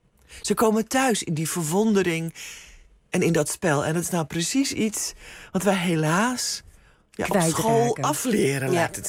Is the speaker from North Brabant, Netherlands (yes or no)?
no; Wieringermeer, North Holland, Netherlands; born there; mijn vader in het onderwijs werkte en mijn moeder huisvrouw was. Ook enigszins ontheemd, omdat ze allebei uit het oosten van het land kwamen en toen in de Wieringermeer zijn neergestreken waar ik geboren ben